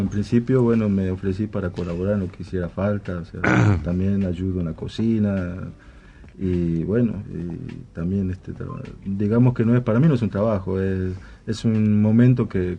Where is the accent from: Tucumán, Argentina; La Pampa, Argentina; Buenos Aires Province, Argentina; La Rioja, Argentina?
Tucumán, Argentina; moved away as an adult; now in Buenos Aires, Argentina; De Tucumán.